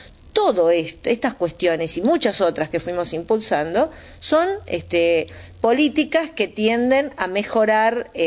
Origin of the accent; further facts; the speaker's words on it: Florencio Varela, Buenos Aires Province, Argentina; yo soy de Florencio Varela, y esto es así, pero en mi distrito como en tantos otros.